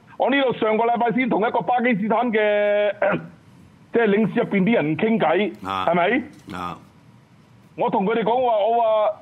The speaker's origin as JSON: {"language": "Cantonese", "country": "Hong Kong", "said": "我哋咧，香港人，我哋香港人唔應該要 underestimate。"}